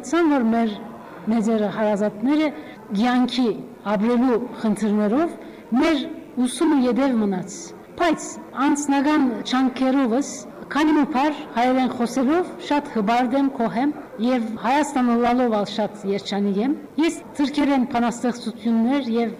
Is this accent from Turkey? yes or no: yes; Adıyaman, Turkey; born there; first language Turkish; Armenian is a second language; now in Istanbul, Turkey; բայց բոլսացի չեմ, Անատոլիա մեջ Ադիաման ծնած եմ, բոլոր ընտանիքը սալ Հոնգեի գերենք 70-ները, 40 տարի էի վեր Բոլիս Գաբրինք, հայլալով, հայախոս չեմ, վերջերս սորվեցա